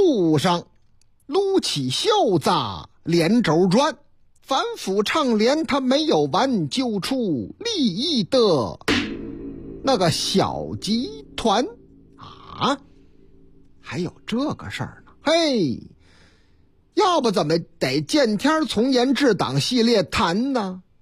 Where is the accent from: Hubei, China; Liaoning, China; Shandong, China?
Shandong, China; Jinan; 话说在我老家山东济南历山区，